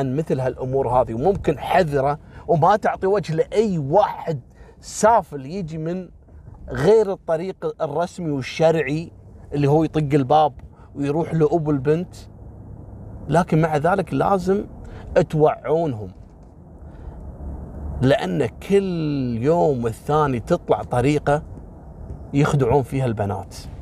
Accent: Kuwait; ان مثل هالسوالف هذه عندنا في الكويت كثيرة

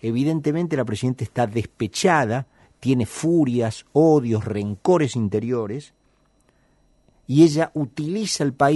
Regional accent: Argentina; A mí como argentino me avergüenzan

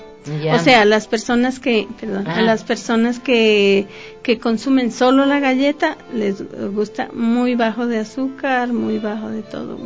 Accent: Bogotá, Colombia; now in Ecuador; De la capital.

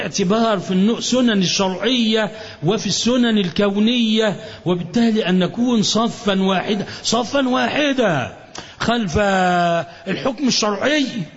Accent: Alexandria, Alexandria Governorate, Egypt; الشيوخ الأكابر الأفاضل عندنا في الإسكندرية

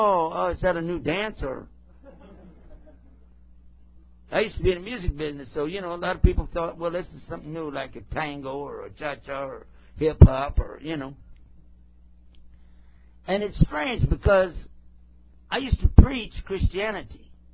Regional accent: El Paso, Texas, United States; I'm back in my hometown, my home state anyway, and I can speak Texan and everybody knows what I'm talking about.

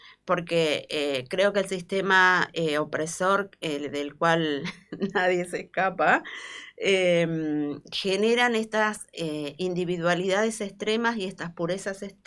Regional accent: Bahía Blanca, Buenos Aires Province, Argentina; Me tocó vivir a los 14 años lo que fue Malvinas. Bueno, cuando era pequeña la dictadura militar en Bahía Blanca fue fuertísimo.

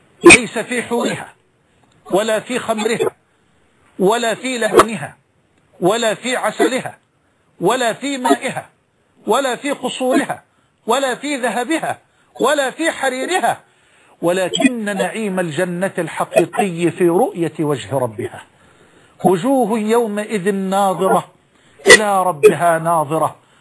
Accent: Egypt; يمكن حتى مش لقي عجلة عندنا في مصر

